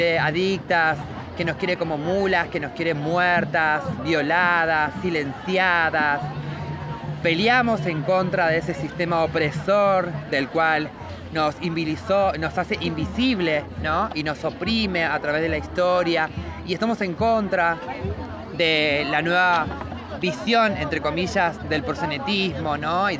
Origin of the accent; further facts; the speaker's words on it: La Matanza, Buenos Aires Province, Argentina; soy abolicionista, transfeminista, matancera, orgullosa del conurbano.